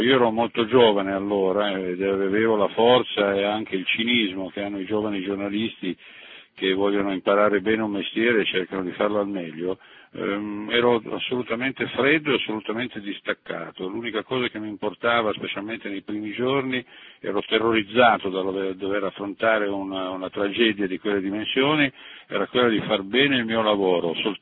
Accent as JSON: {"language": "Italian", "town": "Casale Monferrato", "region": "Piedmont", "country": "Italy", "said": "ho incontrato anche la storia di una famiglia della mia città, io sono di Casale Monferrato"}